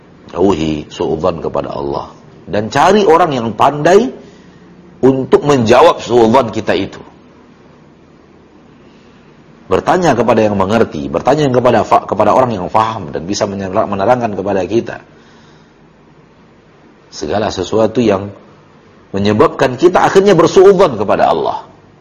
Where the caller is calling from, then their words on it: Bukittinggi, West Sumatra, Indonesia; Saya dari Bukit Tinggi